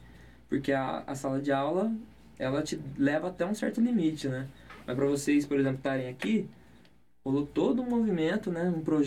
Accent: Ribeirão Preto, São Paulo, Brazil; moved away as an adult; Minha família é de Ribeirão Preto, tanto do meu pai quanto da minha mãe. Só que eu vim pra cá em 2006

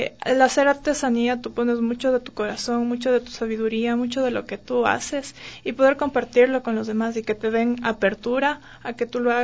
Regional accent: Ecuador; nosotros reflejamos lo que somos como ecuatorianos

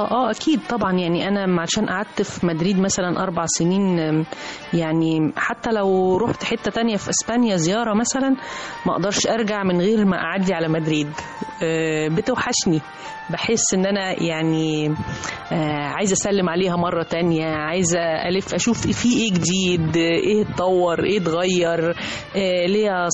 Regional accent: Egypt; مرتبط بقلوبنا جميعا كمصريين وكعرب

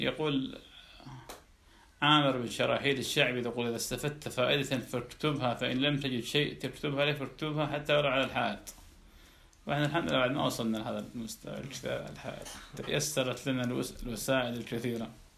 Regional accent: Iraq; كان عندنا بالعراق

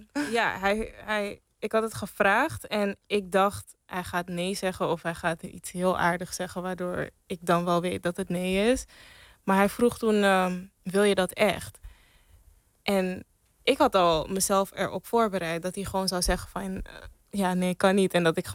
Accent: Amsterdam, North Holland, Netherlands; In Amsterdam Zuidoost.

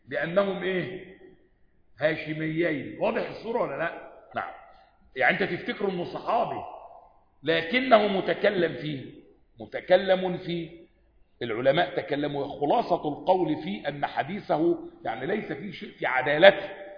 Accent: Egypt; احنا عندنا كمان كمصريين قديما

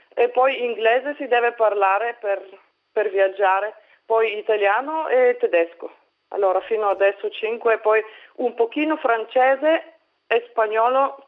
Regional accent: Bulgaria; now in Vienna, Austria; Io sono bulgara di origine, però vivo da 10 anni a Vienna.

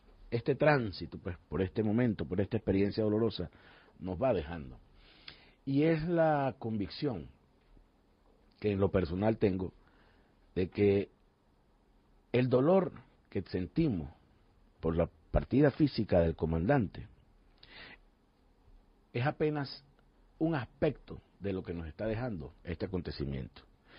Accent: Caracas, Capital District, Venezuela; Les digo que, como caraqueño, les voy a pedir disculpas porque ayer estuve en una actividad que me fatigó la garganta.

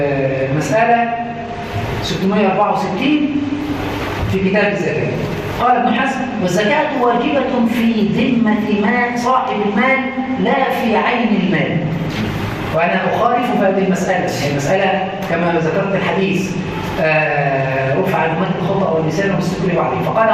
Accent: Upper Egypt, Egypt; يعني مثلا عندنا في الصعيد كله

